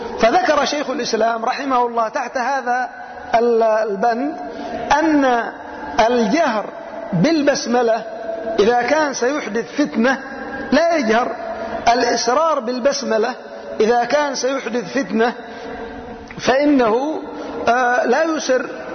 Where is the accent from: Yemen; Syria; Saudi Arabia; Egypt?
Yemen; أناس عندنا في اليمن يسيرون على هذا الطريق